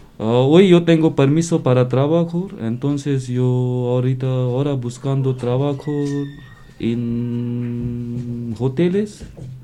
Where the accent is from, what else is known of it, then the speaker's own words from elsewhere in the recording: India; Spanish is a second language; also born or lived in France; now in Spain; de la India. Yo estoy en España 1 año 2 meses.